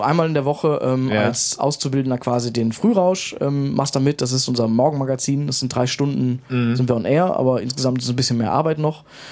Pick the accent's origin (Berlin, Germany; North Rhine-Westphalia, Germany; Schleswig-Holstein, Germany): North Rhine-Westphalia, Germany; Krefeld; Ich komme aus Krefeld